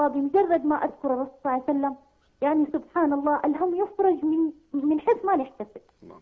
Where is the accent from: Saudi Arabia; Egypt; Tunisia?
Saudi Arabia; Mecca, Makkah Province; وأنا داعية من مكة